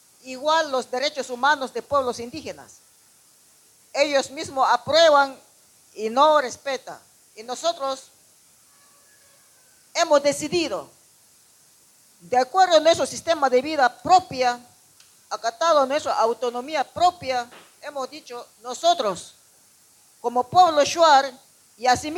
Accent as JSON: {"language": "Spanish", "country": "Ecuador", "said": "Voy a responder toda la verdad lo que sucede en mi país, en el Ecuador."}